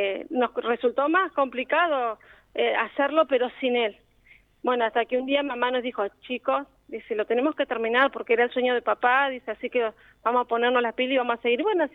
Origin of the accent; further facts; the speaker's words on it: La Adela, La Pampa, Argentina; los que somos de la Adela lo recordamos